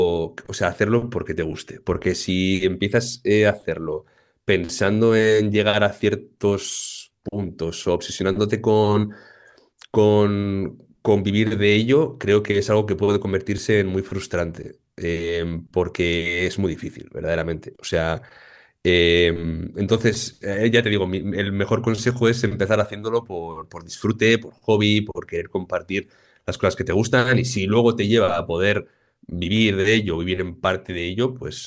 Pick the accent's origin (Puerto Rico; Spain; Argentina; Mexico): Spain; Basauri, Basque Country; yo soy de San Miguel de Basauri, o sea, soy de un barrio pequeño de Basauri, con gente de la casa todo el día, con mis amigos son de Basauri